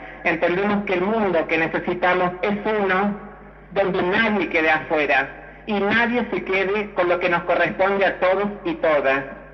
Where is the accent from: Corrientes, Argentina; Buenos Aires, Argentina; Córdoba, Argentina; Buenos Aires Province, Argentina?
Córdoba, Argentina; Bueno, yo soy de Córdoba